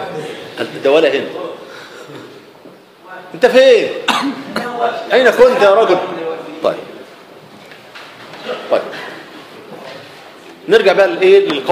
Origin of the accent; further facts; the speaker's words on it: Egypt; وما انا مش بقول عشان انا احنا مصريين